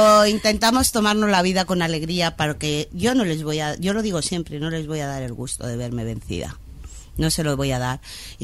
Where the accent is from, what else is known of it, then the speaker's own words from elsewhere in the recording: Madrid, Community of Madrid, Spain; Y mi barrio, yo soy de Orcasitas, y en mi barrio hay una calle donde los barrenderos entran con escortas.